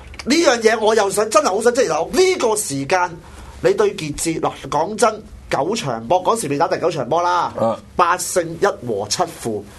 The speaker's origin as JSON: {"language": "Cantonese", "country": "Hong Kong", "said": "其实我哋作为香港球迷，作为一个香港人"}